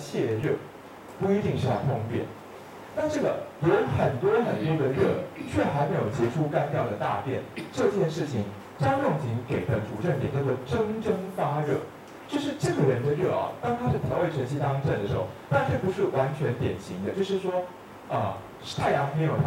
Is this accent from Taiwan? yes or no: yes; Taiwan